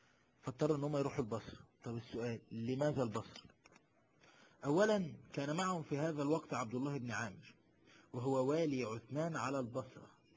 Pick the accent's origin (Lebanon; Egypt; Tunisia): Egypt; شوف انا من مصر مش خايف على مصر